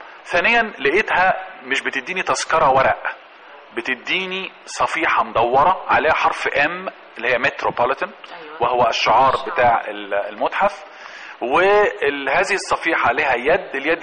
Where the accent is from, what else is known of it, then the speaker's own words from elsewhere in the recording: Alexandria, Alexandria Governorate, Egypt; فتجدي مثلا عندنا في الإسكندرية